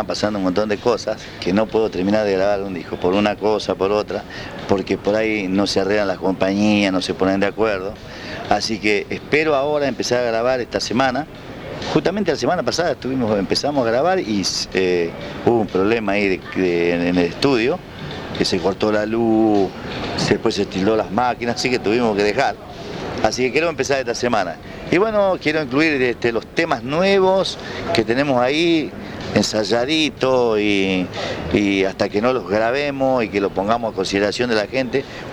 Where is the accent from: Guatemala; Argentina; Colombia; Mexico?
Argentina; Santa Fe; No creía que de mi Santa Fe podría ocurrir eso